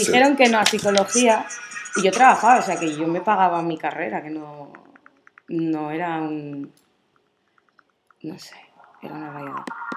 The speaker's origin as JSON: {"language": "Spanish", "country": "Morocco", "said": "De Marruecos."}